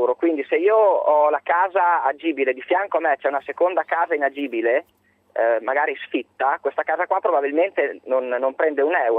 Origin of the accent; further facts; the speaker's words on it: Mirandola, Emilia-Romagna, Italy; Io per l'esattezza sono di Miranda, la stessa città dell'assessore Ganzelli